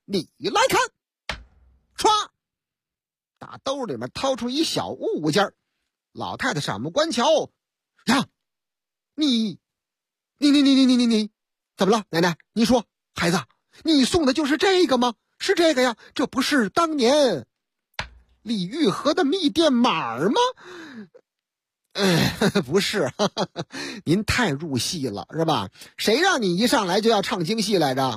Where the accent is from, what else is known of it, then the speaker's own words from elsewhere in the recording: Beijing, China; 我老家北京丰台区丰城园附近。丰城园啊，我挨那儿住过